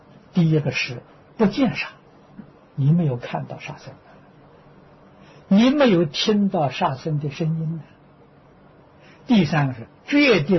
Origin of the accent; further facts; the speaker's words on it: China; 那看我们中国人特别是南方人什么都吃